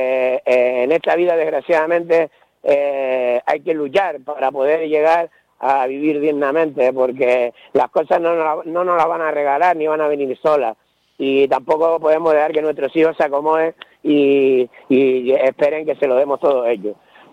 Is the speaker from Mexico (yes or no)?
no; Canary Islands, Spain; Yo no me considero independentista, yo me considero canario.